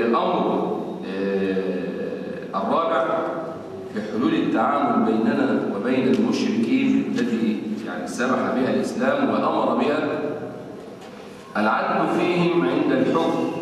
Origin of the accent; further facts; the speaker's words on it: Damietta, Damietta Governorate, Egypt; يعني واحد مثلا عندنا في دمياط عنده مصنع موبيليات